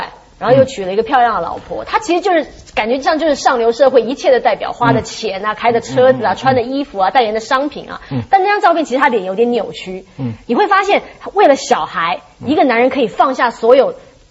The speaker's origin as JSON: {"language": "Chinese", "country": "Taiwan", "said": "我台湾人常常说抓抱紧这样熬是运气最好的时候"}